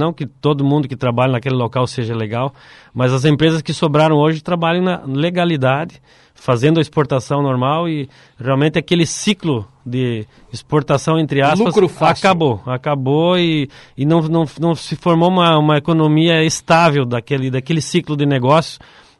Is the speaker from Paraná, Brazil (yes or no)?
yes; Cascavel, Paraná, Brazil; Como eu vim de Cascavel, a formação nossa não tinha conhecimento desse tipo de negócio.